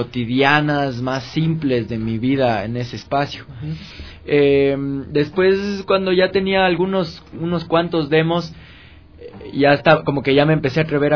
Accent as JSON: {"language": "Spanish", "town": "Macas", "region": "Morona Santiago", "country": "Ecuador", "tie": "born or raised there", "also_born_or_lived": "Quito", "said": "yo nací acá en Quito y me fui cuando era bien pelado a vivir a Macas con mi familia."}